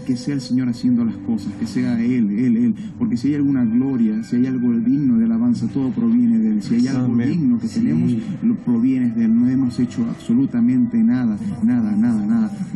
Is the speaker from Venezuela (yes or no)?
yes; Zulia, Venezuela; vengo de Venezuela, específicamente de Zulia. Y bueno, pero digamos que radico allá, pero somos ciudadanos del reino de los cielos. O sea, por ahora estoy allá, pero venimos todos del reino de los cielos para la gloria del Señor.